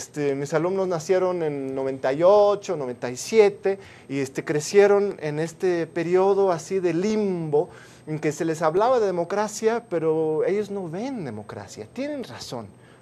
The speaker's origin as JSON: {"language": "Spanish", "country": "Mexico", "said": "ese mito de que ya somos muy democráticos como mexicanos"}